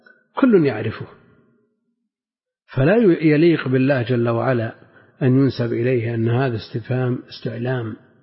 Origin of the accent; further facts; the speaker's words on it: Najd, Saudi Arabia; لا سيما عندنا في نجد أكثر يمكن حدود 10 نسخ